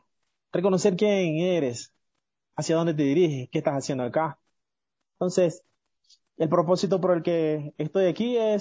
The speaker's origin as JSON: {"language": "Spanish", "region": "Esmeraldas", "country": "Ecuador", "lives_now": "Quito, Ecuador", "said": "Me encuentro en la capital, pero soy de Esmeralda, de la provincia verde, de allá nomás."}